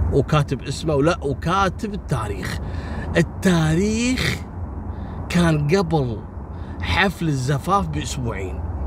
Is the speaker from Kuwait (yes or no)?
yes; Kuwait; وصارت عندنا في الكويت.